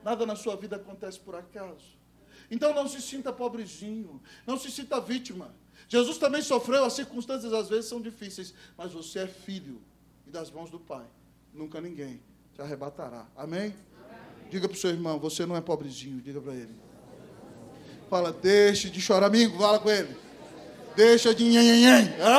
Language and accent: Portuguese; Brazil; Nós que somos brasileiros, irmãos, essa é uma ilustração maravilhosa.